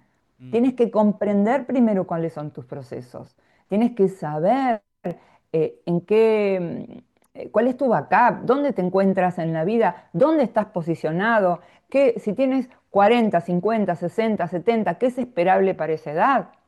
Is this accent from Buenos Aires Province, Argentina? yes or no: yes; Mar del Plata, Buenos Aires Province, Argentina; yo soy de Mar del Plata, de Argentina, ¿no?